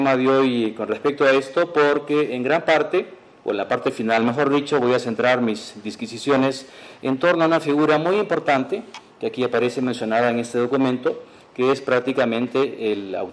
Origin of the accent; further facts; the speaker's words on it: Peru; sobre todo nosotros como peruanos